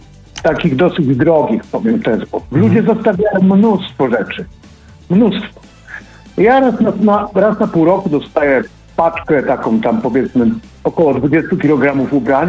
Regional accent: Pomeranian Voivodeship, Poland; jestem z Trójmiasta.

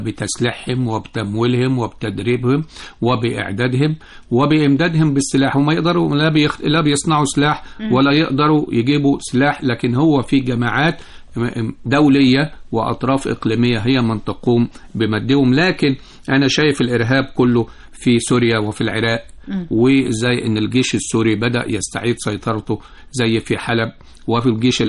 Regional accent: Egypt; وثلث الثروة المعدنية للدنيا دي كلها موجودة عندنا في مصر

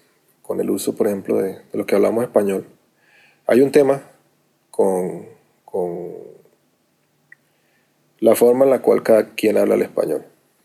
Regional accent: Cartagena, Bolívar, Colombia; Yo soy de Cartagena, en Colombia, y normalmente hablamos rápido y hablamos distinto a la gente del interior del país.

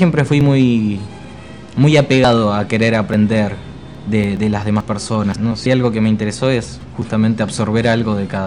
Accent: Escobar, Buenos Aires Province, Argentina; born there; de Escobar, donde yo nací

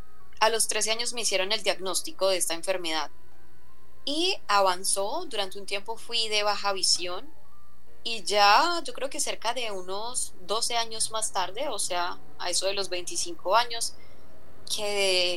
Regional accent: Zaragoza, Antioquia, Colombia; now in Medellín, Colombia; yo nací aquí en Medellín, hasta los 5 años viví aquí, luego me fui a un pueblo de Antioquia que es más hacia el norte, al nordeste, más hacia la parte costa, que se llama Zaragoza, y allá viví hasta los 19 años, y luego ya regresé a Medellín.

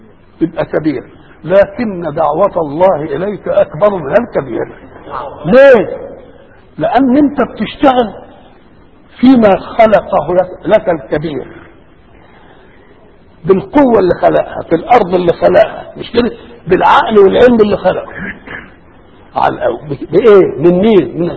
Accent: Egypt; كده انا مصري ايه الشغلانه دي؟

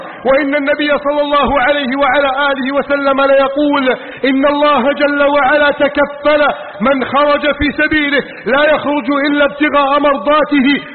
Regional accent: Egypt; واجعل بلدنا مصر آمنا مطمئنا

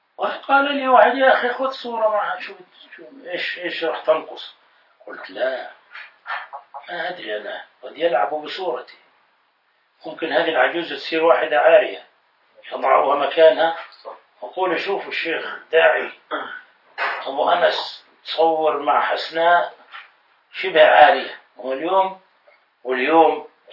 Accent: Jordan; ولما علمت أني من الأردن

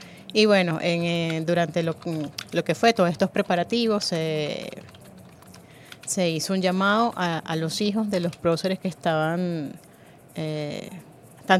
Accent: Venezuela; como parte de ese reconocimiento de nosotros como venezolanos a nuestro gran héroe.

